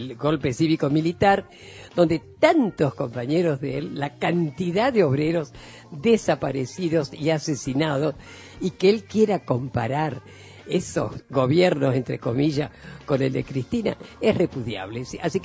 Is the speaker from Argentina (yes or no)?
yes; Paraná, Entre Ríos, Argentina; este domingo estoy viajando a mi patria chica, a Paraná, Entre Ríos